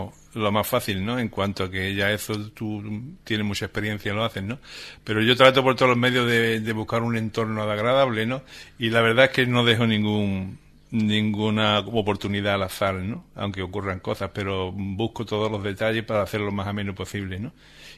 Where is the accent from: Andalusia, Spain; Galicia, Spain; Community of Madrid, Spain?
Andalusia, Spain; Cádiz; como decimos los gaditanos.